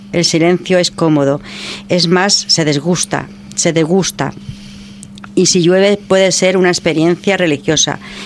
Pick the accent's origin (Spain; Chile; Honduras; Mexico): Spain; Barcelona, Catalonia; esto es como un poco de recuerdos míos, de pequeña, de vivencias en el Raval, porque yo he nacido aquí.